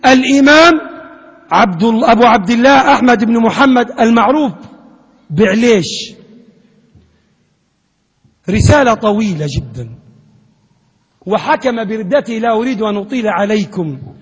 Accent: Libya; اللهم من أراد بلادنا ليبيا بسوء

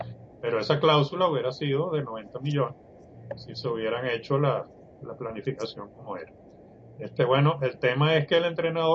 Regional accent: Venezuela; tanto Iván como yo somos venezolanos

